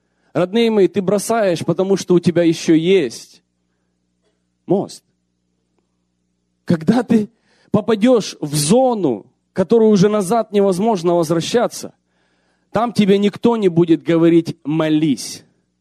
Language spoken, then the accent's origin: Russian; Ukraine; ну, мы умные люди, я тоже украинец, тоже там вырос.